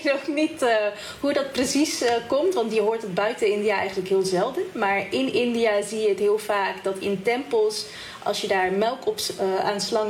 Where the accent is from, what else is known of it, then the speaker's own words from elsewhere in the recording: The Hague, South Holland, Netherlands; Ik ben geboren en opgegroeid in Den Haag.